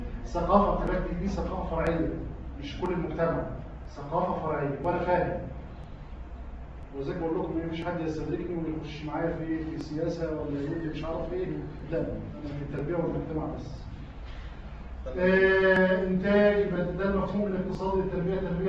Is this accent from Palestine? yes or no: no; Egypt; هديك مثال يا اخي عندنا في مصر الان صيغه بيعملوها منيله.